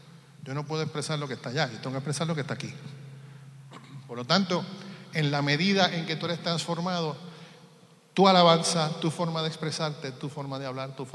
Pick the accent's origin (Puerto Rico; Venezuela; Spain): Puerto Rico; now in Florida, United States; donde yo vivo, de donde yo soy, ahora vivo en Florida, pero estuve viviendo en Puerto Rico casi toda mi vida